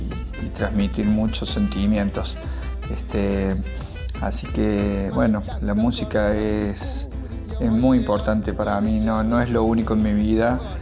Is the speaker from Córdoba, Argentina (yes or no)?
yes; Córdoba, Argentina; now in Agua de Oro, Argentina; de Agua de Oro, vivo en Agua de Oro ya hace más de 20 años, soy de la ciudad de Córdoba